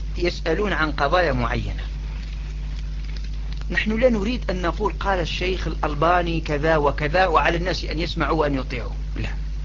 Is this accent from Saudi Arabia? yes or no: no; Algeria; لكن هناك عندنا في الجزائر بعض الإخوة